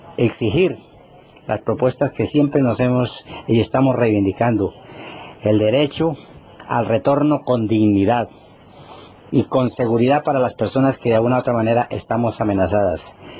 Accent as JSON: {"language": "Spanish", "country": "Colombia", "said": "nosotros, como colombianas y colombianos que estamos en el exterior"}